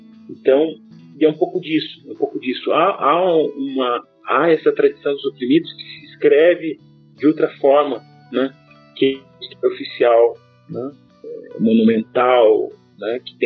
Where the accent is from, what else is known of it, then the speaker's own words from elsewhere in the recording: Guarapuava, Paraná, Brazil; born there; da região de onde eu nasci, que é a região de Guarapuava, chamados Campos de Guarapuava